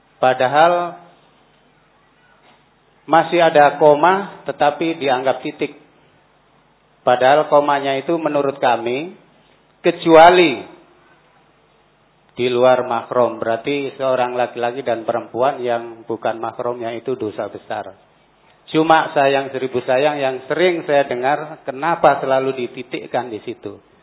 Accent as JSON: {"language": "Indonesian", "town": "Mojokerto", "region": "East Java", "country": "Indonesia", "moved": "yes", "said": "Walaupun aslinya saya memang orang Jawa Timur, Kabupaten Mojokerto, Kecamatan Ngoro Industri. Tetapi kehidupan saya ini sudah 34 tahun di daerah Sulawesi Utara."}